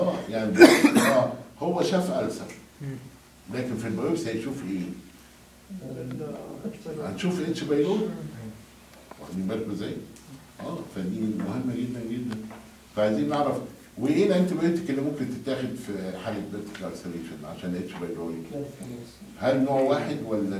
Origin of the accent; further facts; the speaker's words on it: Egypt; عندنا في مصر كلنا مشتركين في نوادي رياضيه